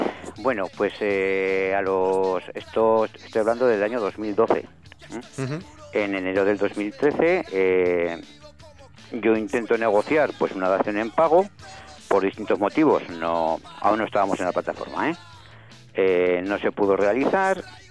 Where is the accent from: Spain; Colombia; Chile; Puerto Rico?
Spain; Ejea de los Caballeros, Aragon; Sí, vivo en Egea y soy de Egea.